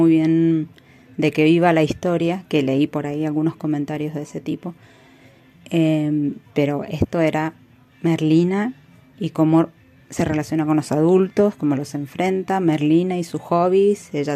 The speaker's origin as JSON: {"language": "Spanish", "region": "Mendoza", "country": "Argentina", "said": "soy de Mendoza"}